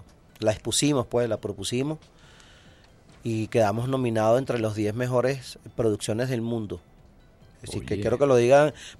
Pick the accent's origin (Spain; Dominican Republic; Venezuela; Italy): Venezuela; así como somos los venezolanos